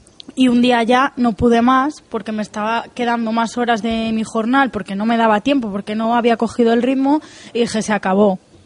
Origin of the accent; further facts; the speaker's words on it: Valladolid, Castile and León, Spain; now in Canary Islands, Spain; Pues yo vengo de Valladolid, que también hay bastante gente de fuera.